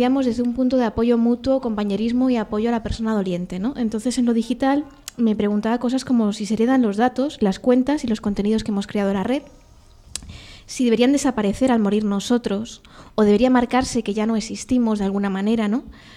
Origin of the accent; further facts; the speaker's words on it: Castilla-La Mancha, Spain; Porque yo soy manchega, Y nuestra cultura de la muerte es bastante potente.